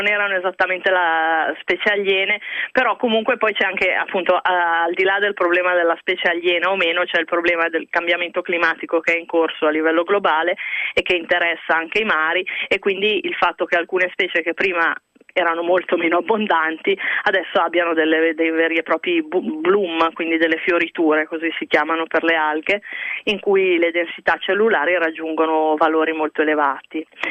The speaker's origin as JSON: {"language": "Italian", "town": "Pavia", "region": "Lombardy", "country": "Italy", "tie": "born or raised there", "said": "Sono di Pavia e ho sempre studiato a Pavia, per cui ho fatto l'università a Pavia"}